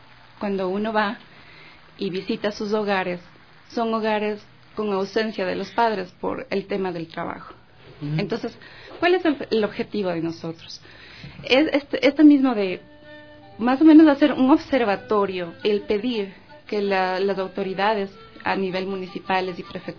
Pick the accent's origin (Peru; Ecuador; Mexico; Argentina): Ecuador; a reconocernos como ecuatorianos